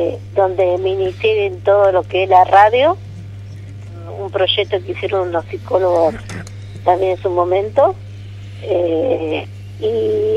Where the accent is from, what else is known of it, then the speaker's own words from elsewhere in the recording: José León Suárez, Buenos Aires Province, Argentina; born there; now in Los Toldos, Argentina; no vivo acá en Los Toldos. Yo soy nacida en el Gran Buenos Aires, José Ron Suárez